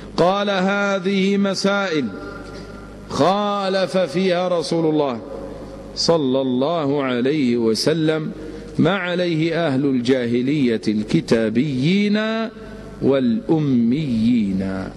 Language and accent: Arabic; Egypt; فأنا مصري مثله وأنت الذي تسأل عنه لأنك سعودي وهو مصري، وإنما تسألني عمن أعرفه وأسكن في المنطقة التي هو فيها وإلى جوار مسجده الذي تربيت فيه.